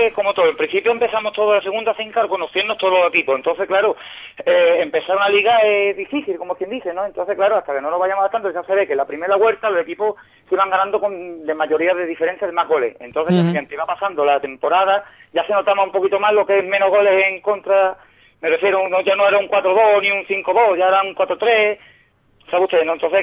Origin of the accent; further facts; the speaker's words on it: Benaocaz, Andalusia, Spain; la mayoría de nosotros sí somos de aquí de Benahoká.